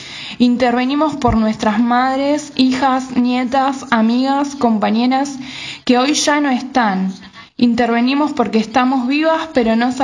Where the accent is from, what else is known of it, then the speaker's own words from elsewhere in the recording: Granadero Baigorria, Santa Fe, Argentina; tengo 22 años, estudiante de Bellas Artes de la UNR, también soy del Cordón Industrial de la ciudad de Granadero Baigorria.